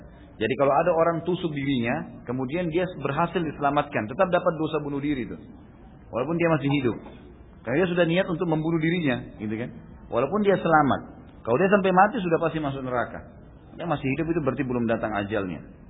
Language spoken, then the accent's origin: Indonesian; Gunung Kidul, Special Region of Yogyakarta, Indonesia; Di daerah saya di Gunung Kidul, banyak sekali kasus bunuh diri dengan gantung diri.